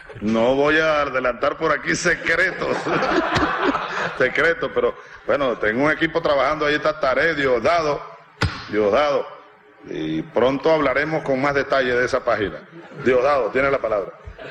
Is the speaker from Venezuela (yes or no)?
yes; Venezuela; me siento, bueno, venezolano, comprometido con todos.